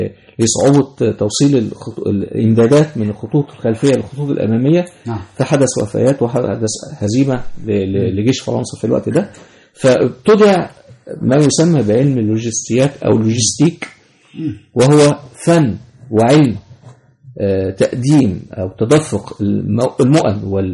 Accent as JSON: {"language": "Arabic", "country": "Egypt", "said": "فالمثال مثلا عندنا في مصر هنا عربية المترو"}